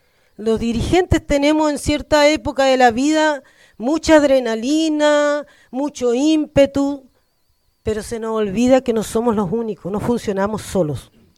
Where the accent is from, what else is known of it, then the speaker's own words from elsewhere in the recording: San Antonio, Valparaíso, Chile; de Fortaleza, del lado del polígono Pelancura y del Cerro Centinela.